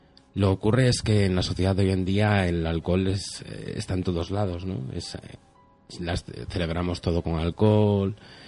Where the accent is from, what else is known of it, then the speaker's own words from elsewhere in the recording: Torrelavega, Cantabria, Spain; yo tengo 27 años y … soy de aquí de la zona de Torlavega.